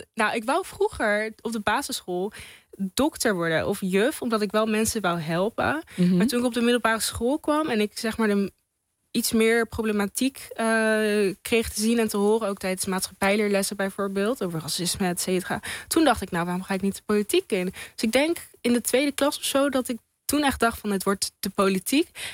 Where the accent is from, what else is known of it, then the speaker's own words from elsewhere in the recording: Apeldoorn, Gelderland, Netherlands; En ik ben in Apeldoorn geboren, opgegroeid.